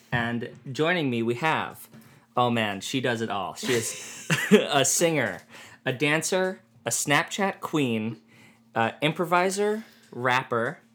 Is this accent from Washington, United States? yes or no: no; Bayside, New York, United States; I was born and raised Bayside, a very kind of Jewy area of Bayside called Hollis Hills.